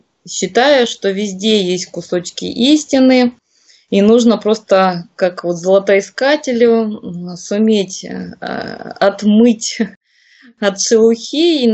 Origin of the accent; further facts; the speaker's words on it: Crimea, Ukraine; also born or lived in Kyiv; Волей судьбы я родилась в Крыму и всю жизнь, в принципе, здесь так и прожила